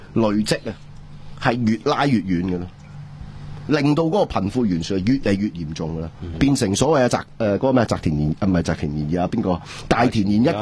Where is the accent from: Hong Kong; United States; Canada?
Hong Kong; 我哋香港人